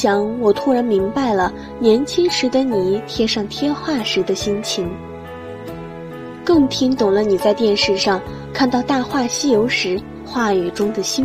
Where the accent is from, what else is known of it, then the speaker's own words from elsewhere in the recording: Suzhou, Jiangsu, China; 来自苏州，我在南京大学，距离我的家乡217公里。